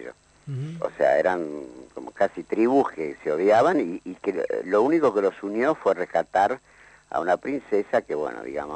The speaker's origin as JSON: {"language": "Spanish", "country": "Argentina", "said": "pero son uruguayos, nosotros somos argentinos."}